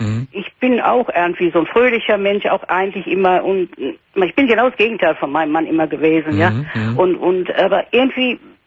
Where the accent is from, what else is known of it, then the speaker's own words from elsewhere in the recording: Cologne, North Rhine-Westphalia, Germany; moved away; Und grüß mir mein Köln. Ich bin auch eine Kölnerin